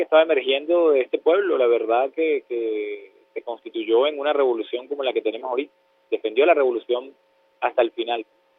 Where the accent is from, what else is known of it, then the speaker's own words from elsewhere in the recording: Venezuela; te estoy hablando como venezolano, como un hombre que ama las artes.